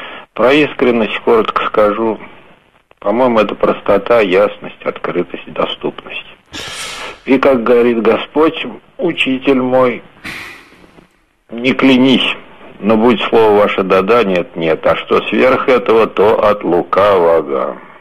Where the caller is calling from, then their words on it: Tolyatti, Samara Oblast, Russia; Я из Тольятти звоню.